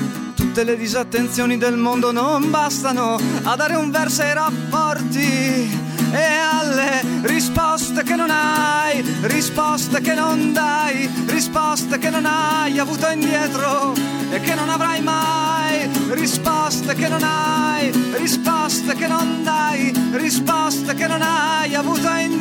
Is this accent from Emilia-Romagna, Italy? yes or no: yes; Bologna, Emilia-Romagna, Italy; Sono bolognese, ho accettato questa sfida